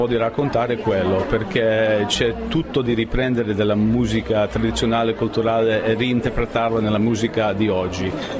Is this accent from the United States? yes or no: yes; United States; Italian is a second language; now in Italy; ho la grande fortuna di venire in vostro bel paese come un americano straniero